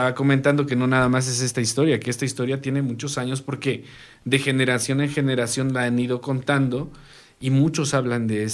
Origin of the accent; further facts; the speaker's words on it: Tepoztlán, Morelos, Mexico; ahí en mi pueblo, en Tepoztlán, Morelos, es mucho misticismo.